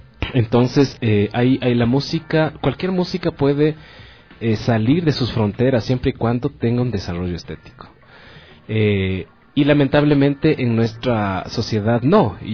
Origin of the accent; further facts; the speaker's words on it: Ecuador; la idea es no dejar también nuestras raíces como ecuatorianos.